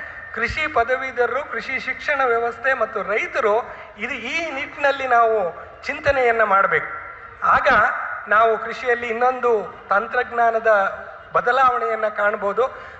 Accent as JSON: {"language": "Kannada", "region": "Karnataka", "country": "India", "said": "ನಾವು ಕರ್ನಾಟಕದವರು"}